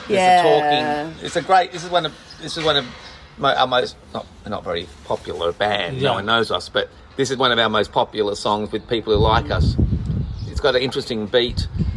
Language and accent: English; Australia; we're from Australia